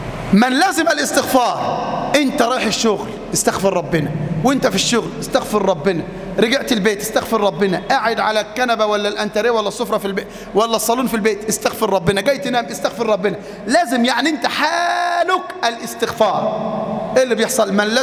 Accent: Mansoura, Dakahlia, Egypt; شاب في المنصورة تزوج وتأخرت زوجته في الإنجاب، قصة حقيقية عندنا في المنصورة

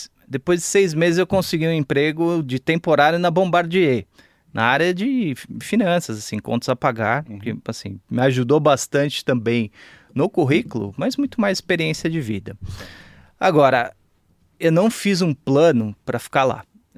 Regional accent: São Paulo, Brazil; also born or lived in Milwaukee, United States; Cara, eu sou daqui, nascido e criado em São Paulo. Eu tive uma experiência rápida, relativamente rápida, nos Estados Unidos.

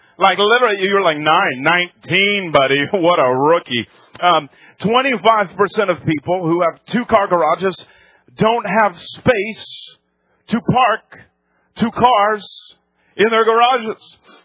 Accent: New England, United States; I am from New England. 20 years I lived there. So it's my hometown team

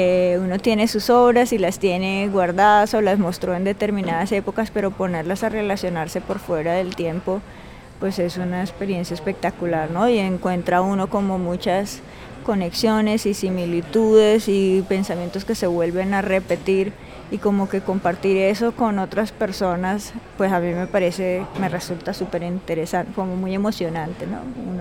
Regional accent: Cartagena, Bolívar, Colombia; soy una artista cartagenera

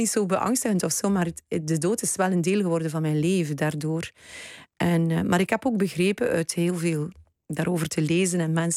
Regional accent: Wetteren, East Flanders, Belgium; Ik ben opgegroeid in Wetteren. Dat gaat niemand kennen in Nederland.

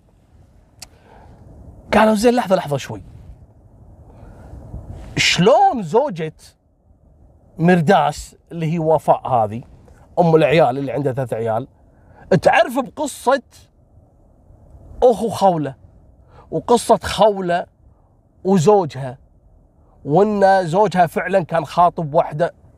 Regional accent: Kuwait

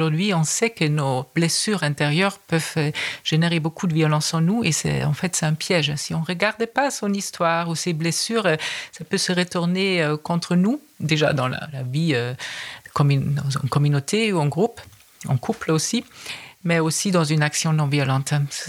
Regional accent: Germany; French is a second language; J'ai remarqué ça en tant qu'Allemande.

